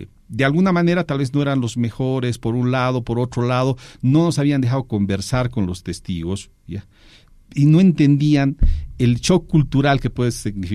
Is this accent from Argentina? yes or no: no; Bolivia; no están respetando nuestras ideas como bolivianos, eso es real.